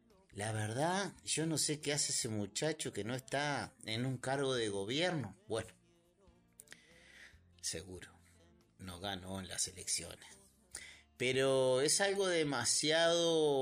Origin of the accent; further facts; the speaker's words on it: Uruguay; es algo que ya uno como uruguayo lo tiene medio como costumbre, ¿no? Hablar del clima.